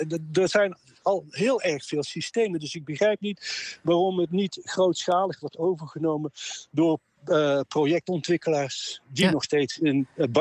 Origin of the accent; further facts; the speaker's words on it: Tilburg, North Brabant, Netherlands; born there; Deze stad, Tilburg, mijn geboortestad, wordt zo heet door alle hoogbouw, door baksteen en beton.